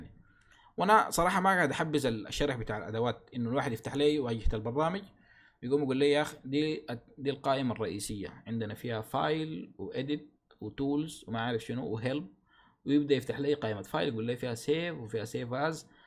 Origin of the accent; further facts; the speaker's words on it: Sudan; للأسف بنلقى حتى يعني عندنا في السودان حتى الإعلانات بتاعت الكورسات بتكون من صور من النت